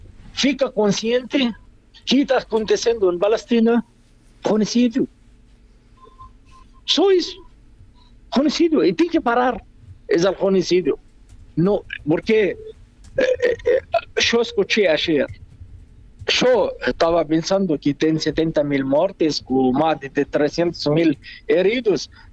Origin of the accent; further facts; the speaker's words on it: Uruguay; Esa me deja como uruguayo indignación mío.